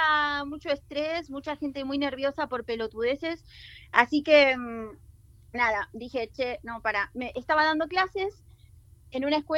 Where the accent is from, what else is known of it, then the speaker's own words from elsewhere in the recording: Argentina; vengo de Argentina, no sé si lo notaron.